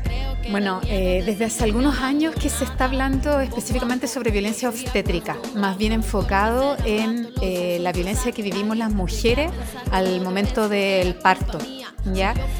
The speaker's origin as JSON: {"language": "Spanish", "region": "Valparaíso", "country": "Chile", "said": "Bueno, hola … feminista porteña."}